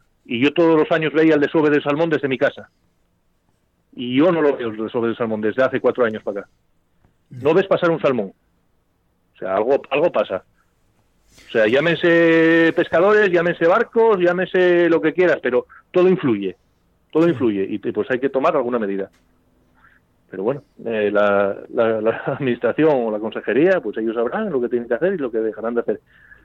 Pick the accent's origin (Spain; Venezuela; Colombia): Spain; Infiesto, Asturias; Digo, sí, somos asturianos. Digo, somos de Infiesto.